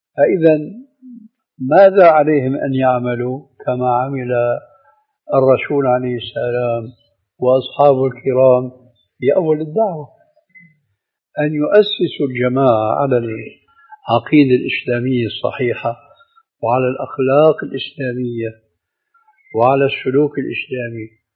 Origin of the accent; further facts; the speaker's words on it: Syria; لكن لما كما يقولون عندنا في الشام بحط الحطيط بجد الجد